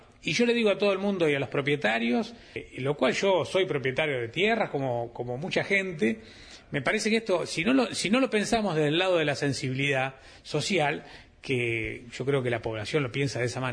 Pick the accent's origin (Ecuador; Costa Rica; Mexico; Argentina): Argentina; Mercedes, Buenos Aires Province; yo que soy de Mercedes